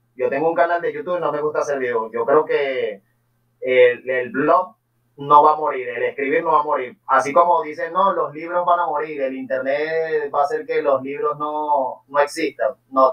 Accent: Venezuela; Sobre todo aquí en Venezuela, yo soy de Venezuela.

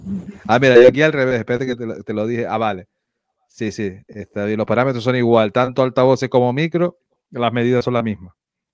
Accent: Canary Islands, Spain; Nosotros los canarios también lo decimos parecido

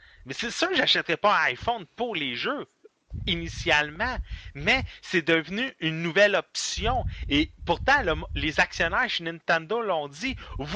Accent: Quebec, Canada; Non, il est français, je suis québécois, on sera jamais capable de départager.

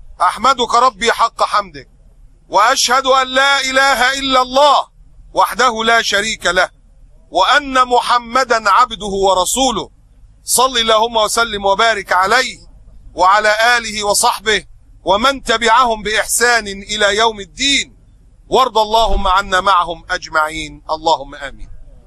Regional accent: Egypt; في عندنا في مصر الناس بتشرب عصير برسيم، مش بياكلوا برسيم

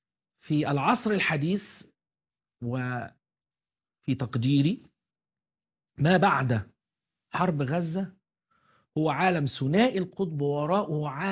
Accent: Afghanistan; فكانت التجربة عندنا في أفغانستان استفادت منها الأمريكان

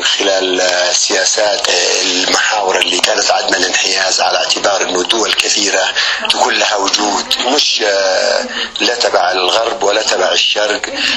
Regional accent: Yemen

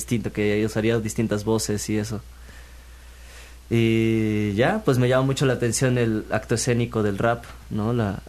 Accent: Xalapa, Veracruz, Mexico; Soy de aquí, de Jalapa. De originario Jalapa. De Jalapa, Veracruz.

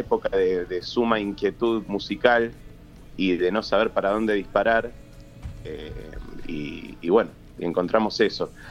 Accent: Buenos Aires, Argentina; somos, con mi hermano, hijos de tucumanos, acá en el norte, y hablan distinto, mis viejos siempre hablaron distinto que nosotros somos porteños.

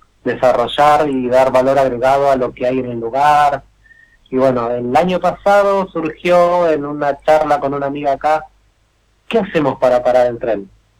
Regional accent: Buenos Aires Province, Argentina; yo nací y me crié en Buenos Aires, en conurbano bonaerense, en zona oeste. Uh-huh. Y bueno, mi mamá es cordobesa y mi papá es florense.

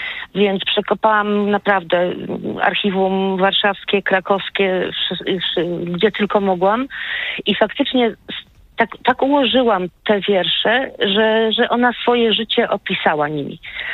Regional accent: Zamość, Lublin Voivodeship, Poland; born there; A ja się urodziłam w Zamościu, więc normalnie na studia powinnam trafić do Lublina.

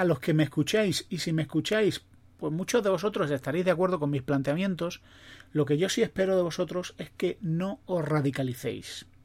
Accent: Spain; los españoles somos así

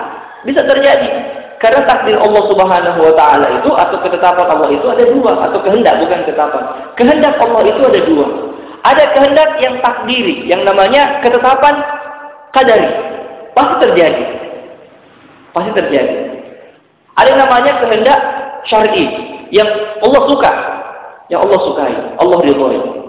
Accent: Makassar, South Sulawesi, Indonesia; kita orang Makassar terpecah menjadi 71 golongan.

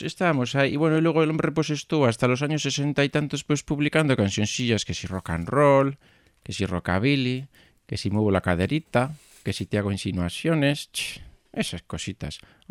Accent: Bermeo, Basque Country, Spain; si a mí no me mentes mi pueblo

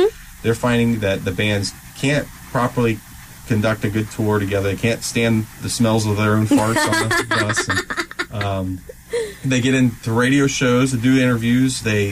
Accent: Columbus, Ohio, United States; He had a studio up north in Ohio. I grew up in the Columbus area

